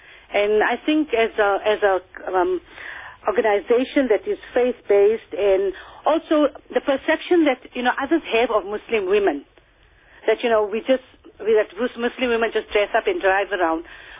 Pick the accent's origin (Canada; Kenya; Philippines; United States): Kenya; So also that inspires us as a Kenyan